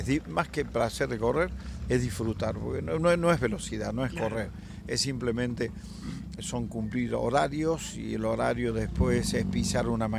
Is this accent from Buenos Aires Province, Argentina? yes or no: no; Córdoba, Argentina; Yo soy de Córdoba y bueno, tenemos este lugar que es privilegiado para los cordobeses